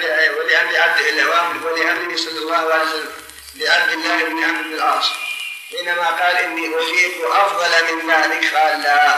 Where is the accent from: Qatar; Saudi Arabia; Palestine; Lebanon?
Saudi Arabia; Riyadh, Riyadh Province; المعلمين الآن ما لهم ضابط خاص عندنا في الرياض ما لهم ضابط